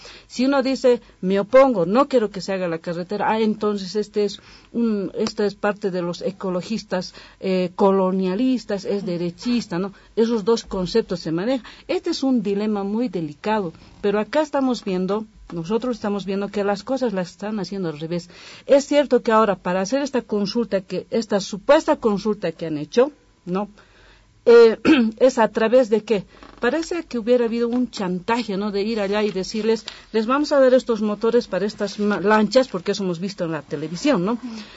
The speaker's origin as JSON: {"language": "Spanish", "country": "Bolivia", "said": "porque desde luego que como bolivianos queremos que la gente de allá disfrute de estos derechos constitucionales"}